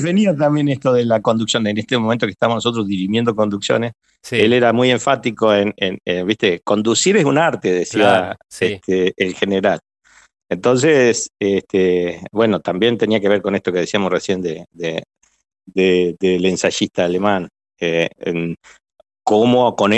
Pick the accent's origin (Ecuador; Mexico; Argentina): Argentina; sobre todo en un país como el nuestro, como Argentina, ¿cierto?